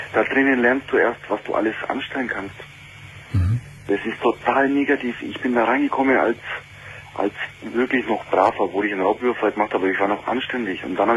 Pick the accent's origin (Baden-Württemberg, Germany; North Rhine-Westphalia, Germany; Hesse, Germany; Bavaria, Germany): Bavaria, Germany; Nuremberg; Domian, ich lebe in Bayern. Du wirst hier in Bayern für alle Scheiße bestraft. Ich komme aus Nürnberg.